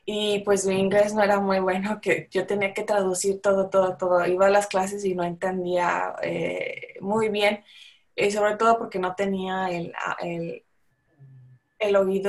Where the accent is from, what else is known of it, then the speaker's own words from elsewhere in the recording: San Luis Potosí, Mexico; porque yo soy de San Luis Potosí, cuando estaba estudiando ahí en la universidad